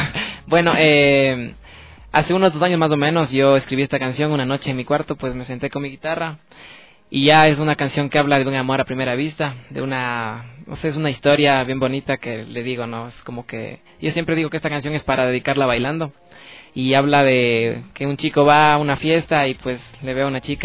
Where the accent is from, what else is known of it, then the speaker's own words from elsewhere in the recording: Cayambe, Pichincha, Ecuador; born there; yo nací en Cayambe.